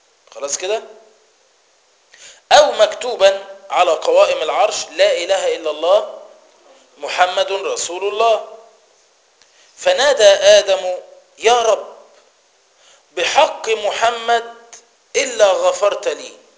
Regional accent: Egypt; وعروسة المولد وحصان المولد، ده عندنا في مصر

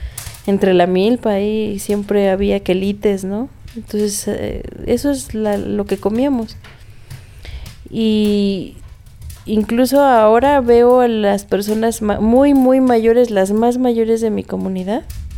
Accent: Tlaxcala, Mexico; No, pues que eres de soy de Tlaxcala.

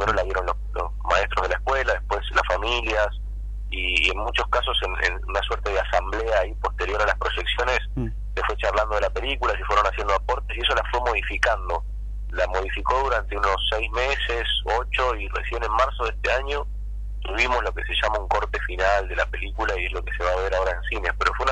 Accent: Merlo, Buenos Aires Province, Argentina; yo soy de Merlo, vivo muy cerca de ahí de Moreno, y tengo niños en edad escolar también

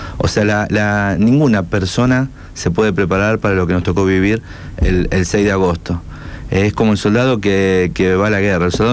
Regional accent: Rosario, Santa Fe, Argentina; Como rescatista, como bombero, como rosarino.

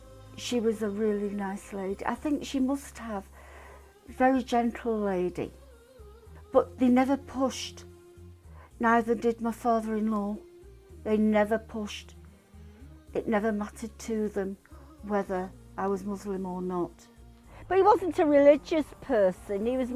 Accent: Manchester, North West England, United Kingdom; I'm 57. I was born on the 28th of July 1957. I come from Chalk and Cromhardy in Manchester, England.

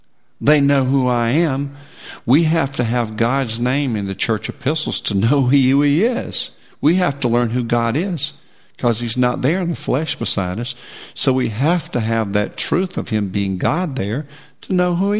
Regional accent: England, United Kingdom; But I believe as English people, we should pray to our Dad.

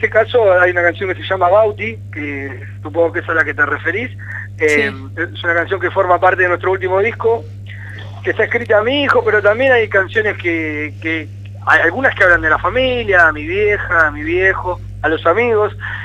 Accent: La Plata, Buenos Aires Province, Argentina; porque somos todos de La Plata

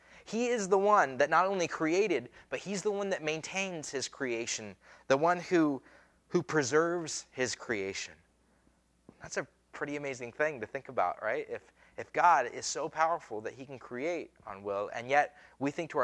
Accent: Pocatello, Idaho, United States; born there; I was born in Idaho. I was born in Pocatello, Idaho, right? I am a citizen of the United States by birth.

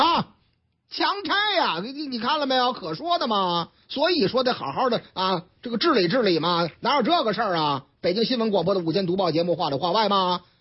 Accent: Northeast China, China; 这个得振兴咱老东北啊，是不是啊？俺老家呀。

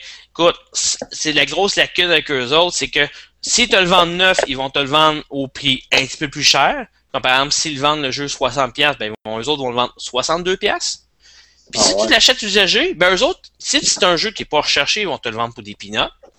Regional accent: Joliette, Quebec, Canada; je l'ai vu là dans le coin où je viens de Joliette.

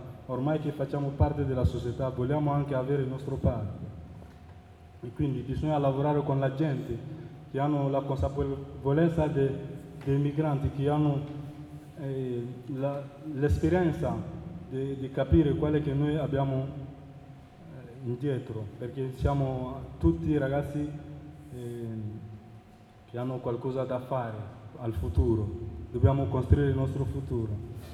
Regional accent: Mali; now in Modena, Italy; vengo dal Mali. Sono in Italia da 2 anni e 2 mesi

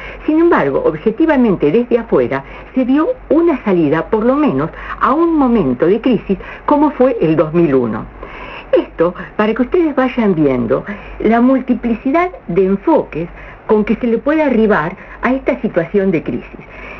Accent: Argentina; Les digo, como argentinos, la experiencia que tenemos en crisis parece ser que somos conocidos internacionalmente.

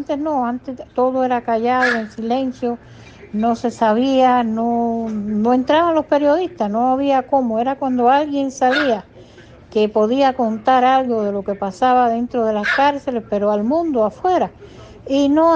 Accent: Guanabacoa, Havana, Cuba; born there; la cárcel de Guanabacoa, que fue donde yo nací, en la cárcel de mujeres de Guanabacoa

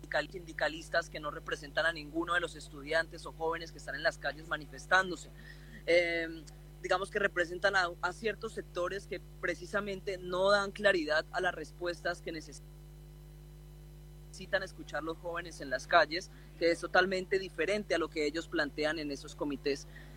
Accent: Colombia; nos hemos tenido que aguantar como pueblo colombiano la masacre de nuestros líderes sociales

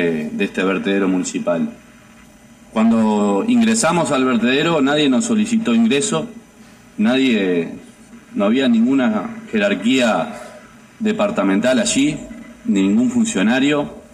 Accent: Las Piedras, Canelones, Uruguay; Para los que somos de Las Piedras

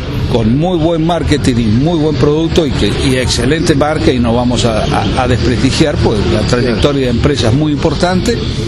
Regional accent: Marcos Juárez, Córdoba, Argentina; born there; Nosotros estamos en Marco Juárez, nacimos en Marco Juárez, provincia de Córdoba, ruta 9

